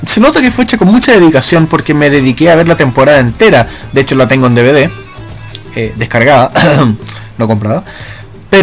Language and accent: Spanish; Chile; Personalmente yo soy de Chile.